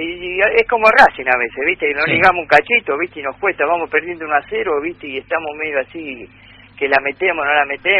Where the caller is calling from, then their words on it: Lanús, Buenos Aires Province, Argentina; de Lanús.